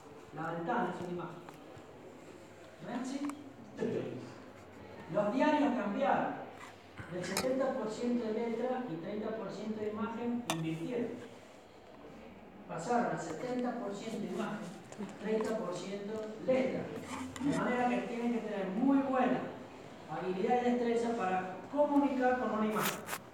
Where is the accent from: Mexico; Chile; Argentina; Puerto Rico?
Argentina; De todas maneras, como los argentinos somos vivos, y aquella generación de abogados sabía